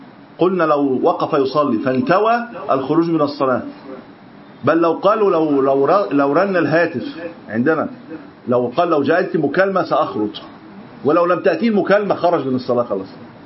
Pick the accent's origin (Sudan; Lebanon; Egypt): Egypt; طبعا هي مش متحققه عندنا في مصر، لكن في البلد في اكثر من نقد